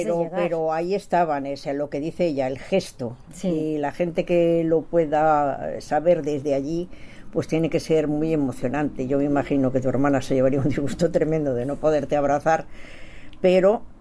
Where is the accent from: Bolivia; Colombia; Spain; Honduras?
Spain; Barcelona, Catalonia; Lo digo porque yo soy de Barcelona